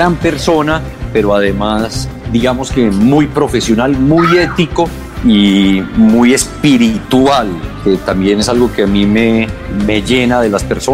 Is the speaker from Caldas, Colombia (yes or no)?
yes; Caldas, Colombia; accent: paisa; de pronto mi acento no está tan neutro todavía, que es algo que a mucha gente no le gusta, digamos, se siente muy paisa en algunos momentos.